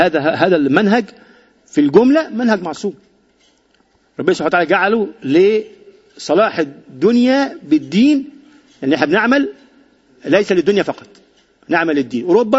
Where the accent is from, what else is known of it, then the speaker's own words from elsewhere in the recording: Egypt; وعندنا في مصر إنه بنطبق الليبرالية القومية الموجودة دلوقتي